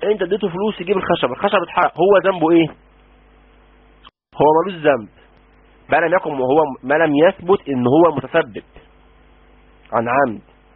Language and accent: Arabic; Egypt; ده كلام مفاطل اللي بنقوله عندنا في مصر